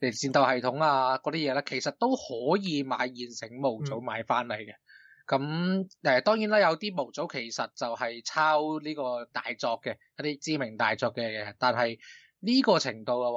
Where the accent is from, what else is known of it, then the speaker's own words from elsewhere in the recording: Hong Kong; 我哋香港人嘅叫法抽佢水咧